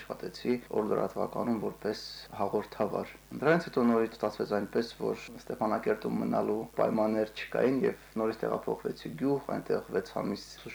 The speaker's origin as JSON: {"language": "Armenian", "town": "Serher", "country": "Armenia", "tie": "born or raised there", "said": "Ծնվել եմ ես Սերհերում, այնտեղ եմ միջնակարգս ավարտել, այնտեղ եմ անցկացրել իմ ամենահետաքրքիր, ամենաբովանդակալից օրերը։"}